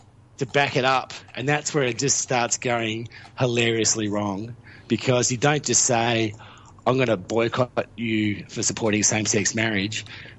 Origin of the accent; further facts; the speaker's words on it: Victoria, Australia; It's just I'm from Victoria, so I don't care.